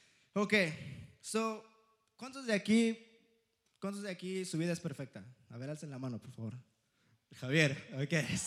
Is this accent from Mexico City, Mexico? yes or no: yes; Mexico City, Mexico; que los chilangos, que acá, aquí yo, sí, soy chilango